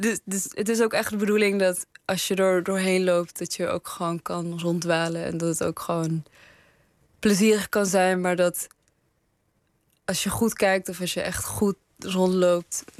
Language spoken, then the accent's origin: Dutch; Afghanistan; En in Afghanistan, waar ik vandaan kom, wordt het gegeten bij begrafenissen.